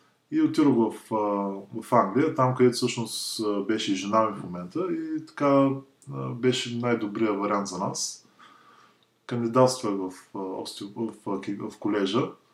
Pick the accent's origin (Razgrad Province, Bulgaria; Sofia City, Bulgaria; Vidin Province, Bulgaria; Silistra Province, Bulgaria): Razgrad Province, Bulgaria; Razgrad; И отскоро, може би година и половина, живея в България, в родния ми град Разград.